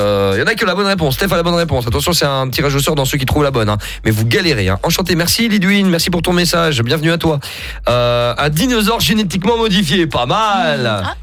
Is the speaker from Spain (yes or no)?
no; Mons, Wallonia, Belgium; Bon, ben, on est de Mons aussi.